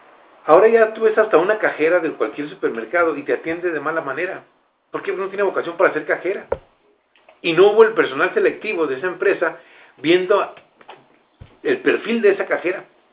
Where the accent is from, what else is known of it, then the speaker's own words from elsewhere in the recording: Mexico; como mexicanos tenemos esa estigma.